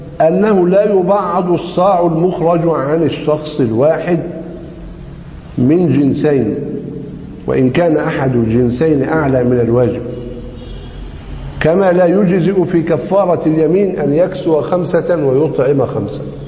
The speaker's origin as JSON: {"language": "Arabic", "country": "Egypt", "said": "عندنا في مصر ينظرون إلى قضية الأرز على أنها مقدمة في غالب محافظات مصر"}